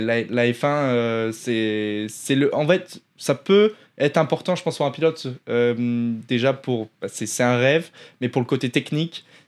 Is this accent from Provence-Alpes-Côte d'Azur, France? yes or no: yes; Grasse, Provence-Alpes-Côte d'Azur, France; On est dans le sud de la France. J'étais à Cannes à ce moment-là, donc pas loin de chez moi. Je suis de Grasse.